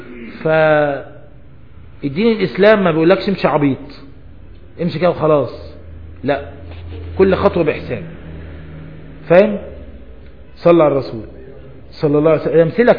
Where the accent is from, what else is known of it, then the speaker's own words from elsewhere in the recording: Egypt; احنا عندنا في مصر انت ممكن تروح للراجل اللي بيبيع الدجاج فراخ